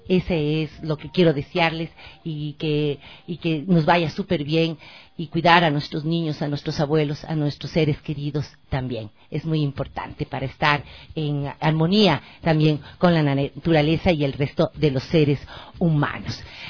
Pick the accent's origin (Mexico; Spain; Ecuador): Ecuador; Ese es el derecho que tenemos como ecuatorianos y ecuatorianas, como latinoamericanos